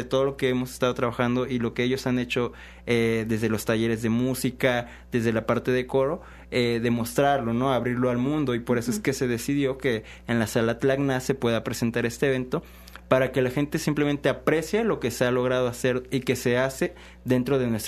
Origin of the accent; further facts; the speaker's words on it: Ticuautipan, Veracruz, Mexico; que venimos de Ticuautipan, municipio de Xico